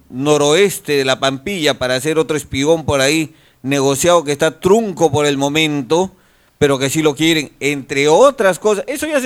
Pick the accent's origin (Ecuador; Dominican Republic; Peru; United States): Peru; Callao; Nosotros somos chalacos y vamos a rescatar la identidad del Callao